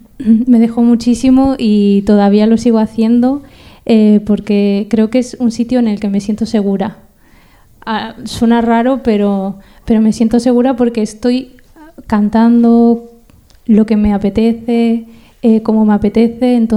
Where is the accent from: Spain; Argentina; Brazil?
Argentina; born there; yo como nací en Argentina y al final mis padres son de allí